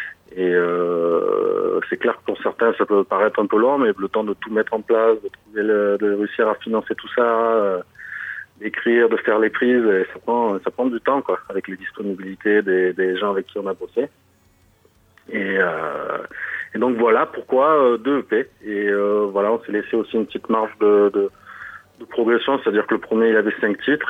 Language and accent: French; Marseille, Provence-Alpes-Côte d'Azur, France; quand on vient de pas de Paris et de Marseille, donc à l'opposé